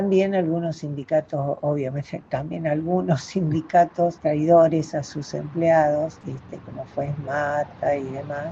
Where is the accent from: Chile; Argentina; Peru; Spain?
Argentina; No nos merecemos como argentinos todo lo que nos está pasando